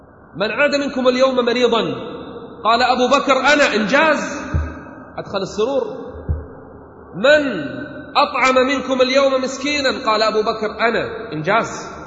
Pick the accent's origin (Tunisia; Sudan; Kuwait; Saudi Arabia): Kuwait; احنا عندنا في الكويت الحين حملة